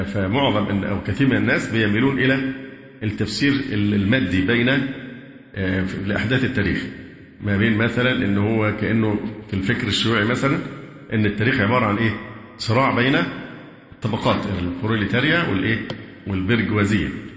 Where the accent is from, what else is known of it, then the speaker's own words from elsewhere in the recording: Egypt; لأن هذا مشهور و يعني ذائع بالذات عندنا في مصر هنا